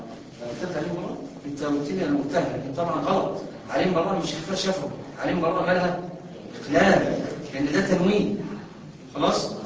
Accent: Aswan, Aswan Governorate, Egypt; معلش معلش انا من اسوان خلي بالك

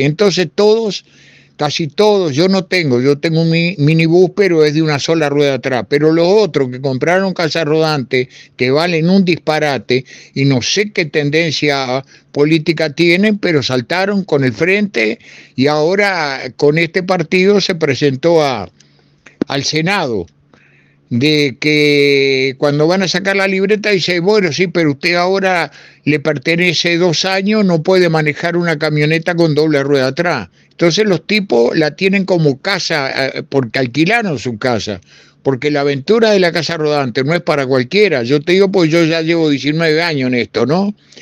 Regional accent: Montevideo, Uruguay; moved away as an adult; en Montevideo no te digo porque me fui de Montevideo a los 25 años para trabajar de camionero

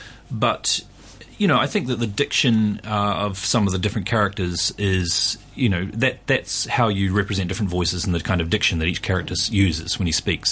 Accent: New Zealand; Well, the thing is that in New Zealand, I'm from New Zealand, and in New Zealand, when I was a kid in the 70s

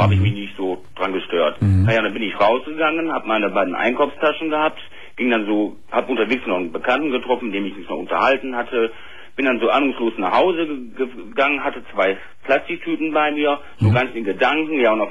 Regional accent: Essen, North Rhine-Westphalia, Germany; also ich komme aus Essen, kann ich ruhig sagen

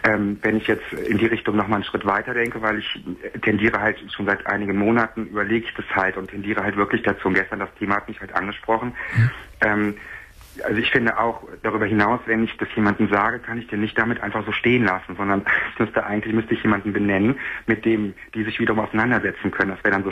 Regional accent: Cologne, North Rhine-Westphalia, Germany; Hier, ich bin aus Köln auch

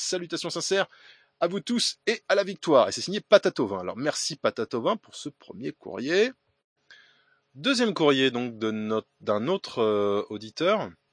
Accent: Grand Est, France; accent: Alsatian or Germanic; excusez-moi pour mon terrible accent alsacien ou germanique, je m'en excuse.

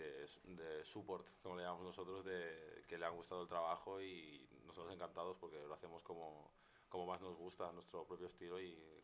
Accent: Badalona, Catalonia, Spain; Sí, yo soy de Badalona, nací en Badalona, pero mi padre es de Guinea Ecuatorial y mi madre es nacida en Badalona, pero yo nací aquí en Badalona.

